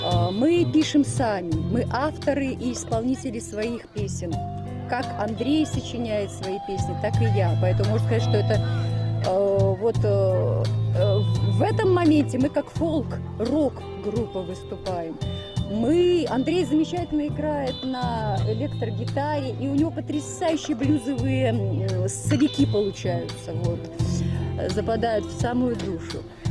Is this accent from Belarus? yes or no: yes; Belarus; Это проявляется так, что я родом из Белоруссии